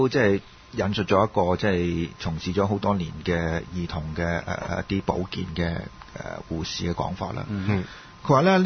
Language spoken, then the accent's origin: Cantonese; China; 就正如我哋中國人講啊